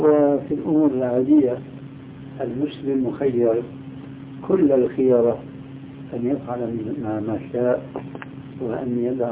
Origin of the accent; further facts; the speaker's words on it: Syria; يضرب المثل لبعض الناس عندنا في سوريا